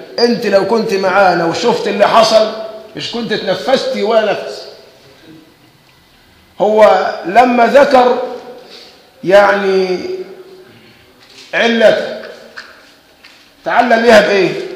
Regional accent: Egypt; بس احنا كمصريين دمنا خفيف

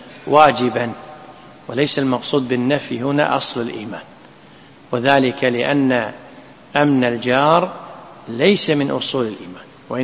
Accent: Kuwait; اللي تسمى عندنا في الكويت بالعرف كرامته

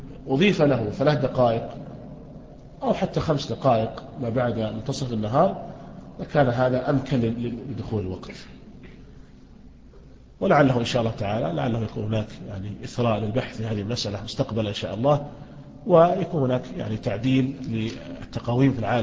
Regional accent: Riyadh, Riyadh Province, Saudi Arabia; يعني مثلا عندنا في الرياض لا ينعدم الظل،

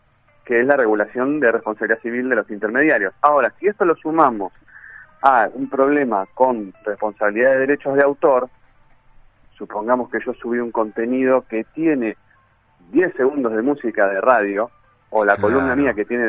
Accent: Avellaneda, Buenos Aires Province, Argentina; yo soy oriundo de Avellaneda y por eso soy el gran rojo de Avellaneda.

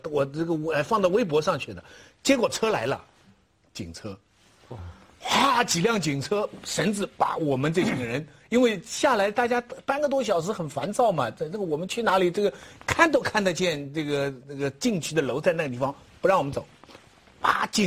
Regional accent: Taizhou, Zhejiang, China; 哎，我家乡台州。

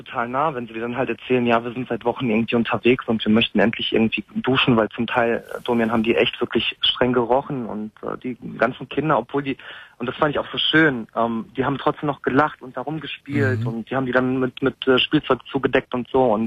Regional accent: Dortmund, North Rhine-Westphalia, Germany; Ich so, ja, ich bin da geboren. Ach so, und Ihre Eltern? Und ja, dann sage ich halt immer aus Dortmund.

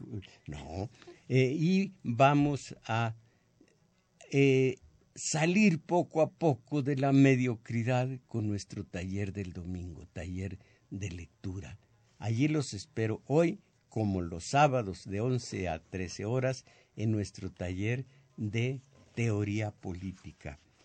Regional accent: Mexico; yo soy mexicano pero no soy primero.

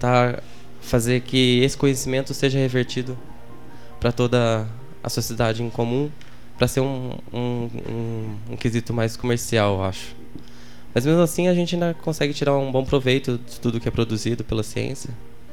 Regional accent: Pouso Alegre, Minas Gerais, Brazil; moved away as an adult; also born or lived in Imbuyuna; now in São Carlos, Brazil; Eu nasci em Imbuyuna, Minas Gerais, terra da batata. Mas logo depois me mudei para Pouso Alegre, que é uma cidade um pouco maior, que é vizinha de lá. E fiquei lá até os 21 anos. Daí depois já vim direto para São Carlos.

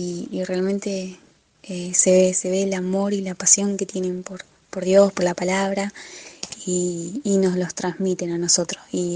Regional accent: Argentina; now in Peru; Ahora estudiando somos 3 argentinos.

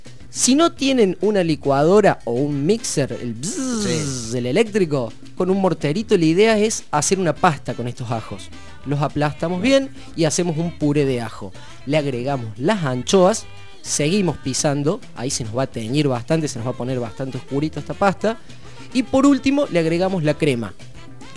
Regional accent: Córdoba, Argentina; de donde yo vengo, de la santa provincia de Córdoba, la República Independentista de Córdoba, se acostumbra mucho a consumir baña cauda

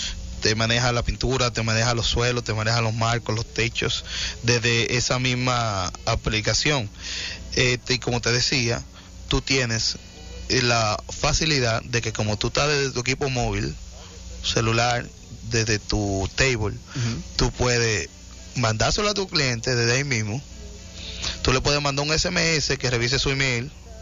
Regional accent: Cibao, Dominican Republic; Dale, que yo no vivo aquí en Santiago, pero yo soy cibaeño.

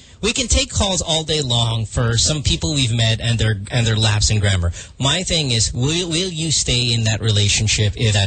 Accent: Philippines; English is a second language; Even though it's not our first language, and even though it shouldn't be the case because we are Filipino first before anything, let's be realistic.

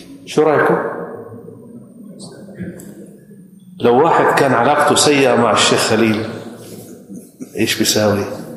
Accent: Jordan; وأنا من الأردن

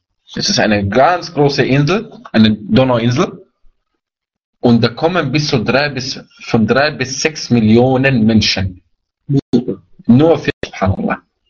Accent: Vienna, Austria; ich bin auch ein Wiener.

